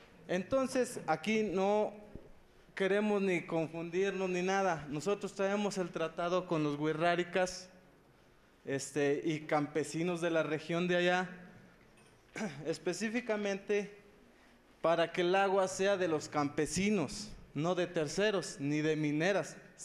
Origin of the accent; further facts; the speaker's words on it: San Luis Potosí, Mexico; Yo vengo de aquí, de una comunidad cercana a Matehuala.